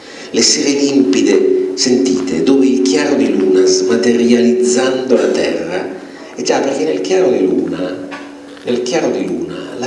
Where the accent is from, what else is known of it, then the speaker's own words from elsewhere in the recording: Piedmont, Italy; Una volta dalle mie parti di origine in Piemonte ero con un amico in macchina, erano le 7 di sera vicino ad Asti